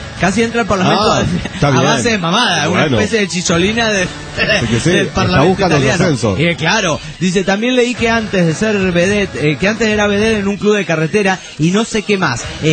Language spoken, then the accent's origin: Spanish; Mexico City, Mexico; now in Queens, United States; Soy chilango del DF para los de otros países que no sepan lo que es chilango y trabajo en Manhattan y vivo en el Queens, New York, el condado de con más diversidad étnica en los Estados Unidos y tal vez del mundo.